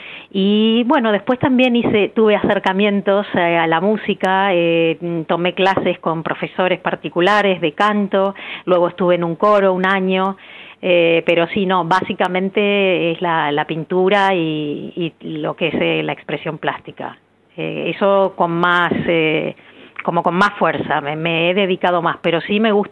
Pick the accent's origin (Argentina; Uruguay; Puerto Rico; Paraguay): Argentina; Merlo, Buenos Aires Province; Bueno, de Argentina, de la provincia de Buenos Aires, de una ciudad que se llama Merlo. Y bueno, vivía a 30 kilómetros de lo que es Capital Federal.